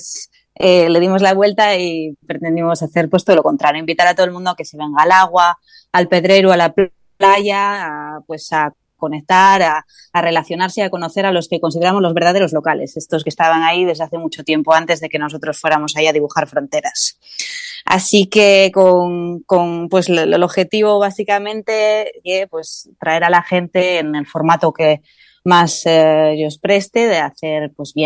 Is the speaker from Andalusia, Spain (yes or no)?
no; Gijón, Asturias, Spain; yo soy de Gijón, homologada de Gijón de toda la vida, y así que estar en contacto con la mar vino de la mano desde pequeñina